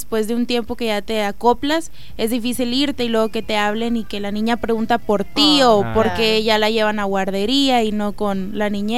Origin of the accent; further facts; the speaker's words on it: Mexico; en México sí es como... Es mejor, ahí trabajo con... Sí, viva, claro, México. Porque estoy en mi país